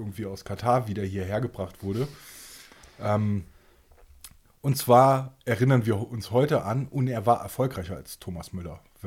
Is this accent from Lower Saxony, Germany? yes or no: no; Rhineland-Palatinate, Germany; Ja, ich komme sogar aus dem Wintersportgebiet. Ich grüße die Wolfsschlucht und den Schwarzen Mann.